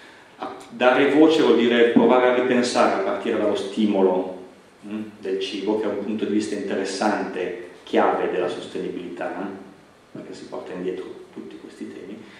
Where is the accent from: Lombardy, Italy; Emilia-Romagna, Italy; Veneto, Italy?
Lombardy, Italy; Milan; Io sono milanese, Milano è un disastro da questo punto di vista della coesione, no?